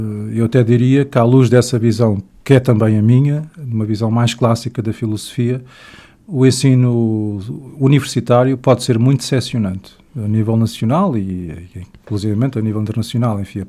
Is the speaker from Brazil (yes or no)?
no; Lisbon, Portugal; born there; tenho 45 anos, nasci em Lisboa, onde depois me vim a formar na área da filosofia